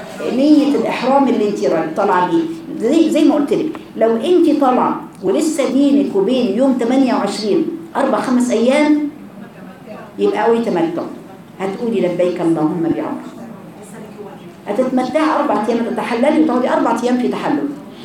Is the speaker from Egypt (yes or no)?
yes; Egypt; يبقى احنا من اهل مصر ميقاتنا فين؟